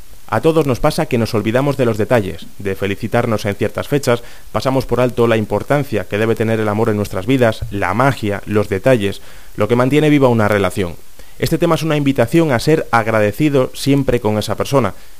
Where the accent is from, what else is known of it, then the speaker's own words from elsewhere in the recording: Venezuela; como los venezolanos somos tan telenoveleros